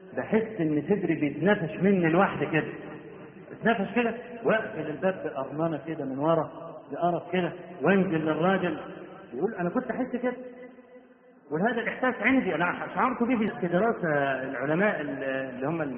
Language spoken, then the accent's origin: Arabic; Egypt; واحنا عندنا في مصر بدعة قبيحة